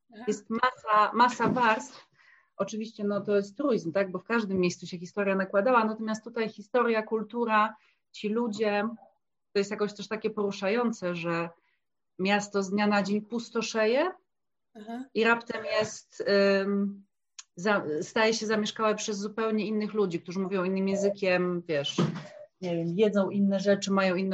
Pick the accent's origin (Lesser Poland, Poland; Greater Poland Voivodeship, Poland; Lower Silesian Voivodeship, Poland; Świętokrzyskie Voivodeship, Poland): Lower Silesian Voivodeship, Poland; Wrocław; Tak, Wrocław to jest moje rodzinne miasto. Właściwie całe życie z małymi tam epizodami mieszkania poza, mieszkałam we Wrocławiu, tutaj studiowałam.